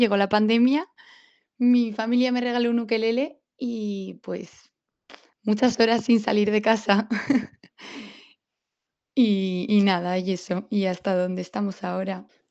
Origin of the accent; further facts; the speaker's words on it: Valencia, Valencian Community, Spain; soy de Valencia y soy la más pequeña de 3 hermanos.